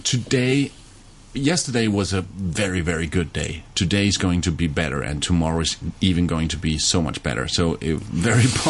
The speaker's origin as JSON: {"language": "English", "country": "Denmark", "second_language": "English", "said": "No, even though I'm from Denmark and in the Western Europe, I've never been to the Eastern part of Europe."}